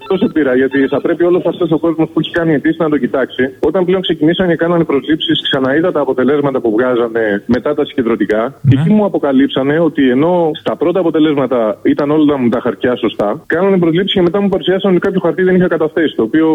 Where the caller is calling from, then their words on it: Attica, Greece; Εγώ είμαι λοιπόν κάτω από την Εύβοια.